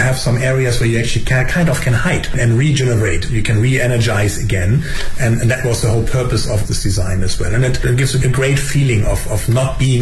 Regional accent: Germany; I mean, I'm from Germany.

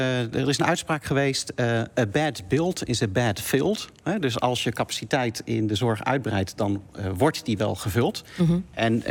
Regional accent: North Brabant, Netherlands; Nou, ik ben in Brabant opgegroeid.

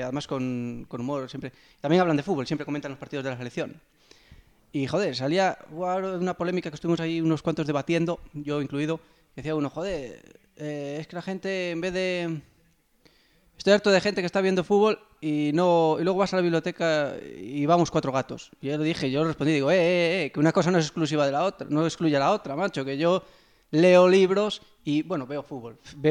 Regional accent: Spain; evidentemente soy español, voy con España

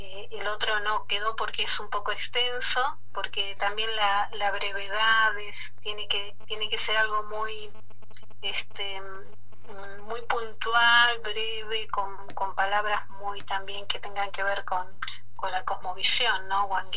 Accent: Comodoro Rivadavia, Chubut, Argentina; born there; Y yo nací acá en Comodoro Rivadavia, en Diadema, Argentina, que es un barrio de acá, de Comodoro.

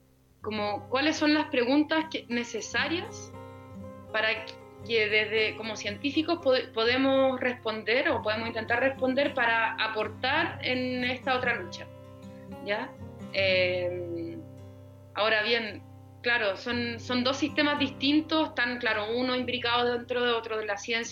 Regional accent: Chile; prefiero yo como científica o como mujer chilena, qué sé yo, posicionarme políticamente

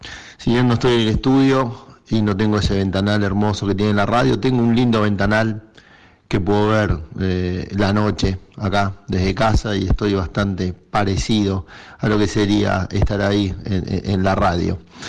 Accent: Argentina; Nosotros somos argentinos y somos parte del mundo.

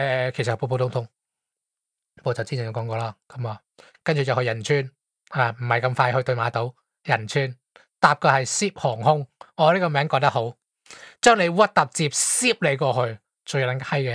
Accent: Hong Kong; 你如果你是当我是香港人，咁我应该是 A 啦

